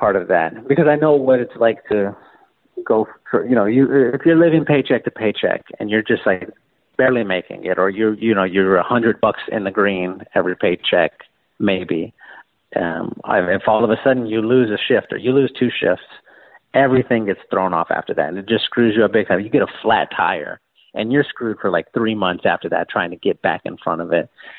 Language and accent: English; San Antonio, Texas, United States; We grew up in South San Antonio. It's just like a very bad part of town. Maybe half of the people there graduate high school.